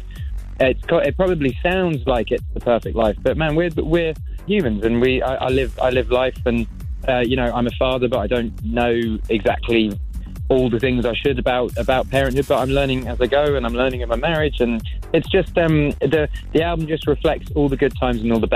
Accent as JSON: {"language": "English", "region": "England", "country": "United Kingdom", "said": "I'm English"}